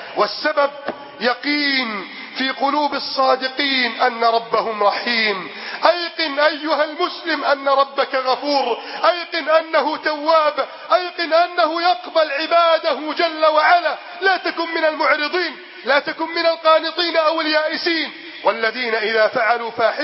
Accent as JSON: {"language": "Arabic", "country": "Egypt", "said": "اللهم احفظ بلدنا مصر من كيد الكائدين"}